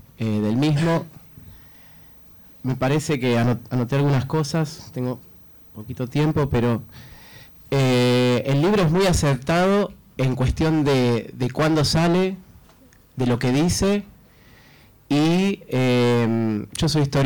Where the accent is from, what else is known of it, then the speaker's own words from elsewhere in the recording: Argentina; como argentinos, como sudamericanos, siempre tratamos de hacer geopolítica situada